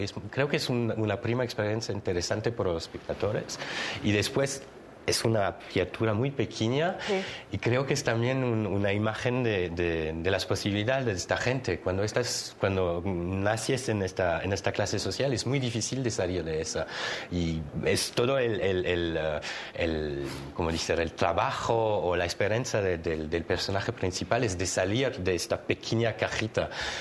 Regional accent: Switzerland; Spanish is a second language; now in Oaxaca, Mexico; yo soy aquí desde siete semanas y todo esto me impresiona mucho, todos los ruidos de la ciudad. Yo vengo de Suiza y la Suiza es muy calma

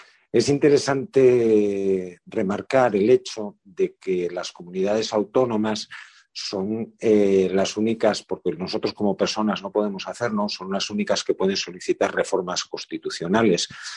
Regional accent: Asturias, Spain; de Asturias

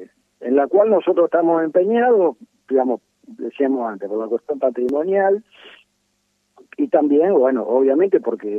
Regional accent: Rosario, Santa Fe, Argentina; simplemente como ciudadanos rosarinos

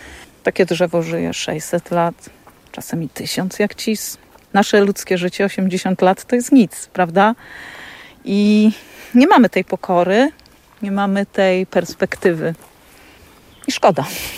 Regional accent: Tuchola, Kuyavian-Pomeranian Voivodeship, Poland; Wychowałam się w bloku w Tucholi. Tuchola, wiadomo, Bory Tucholskie otoczona lasem, ale blok to blok, szczególnie trzecie piętro w tym blokowisku.

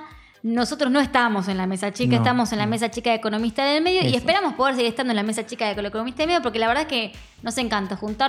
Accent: Rosario, Santa Fe, Argentina; de Rosario.

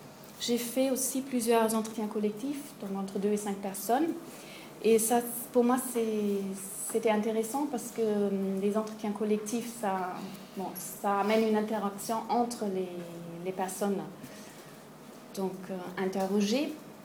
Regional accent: Germany; French is a second language; je suis pas française, je suis allemande

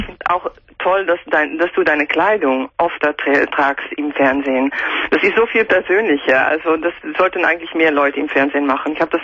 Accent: Netherlands; German is a second language; Ich bin Holländerin

